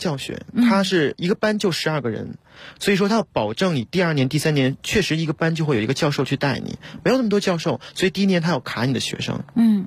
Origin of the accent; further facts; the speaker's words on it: China; 因为我是中国人嘛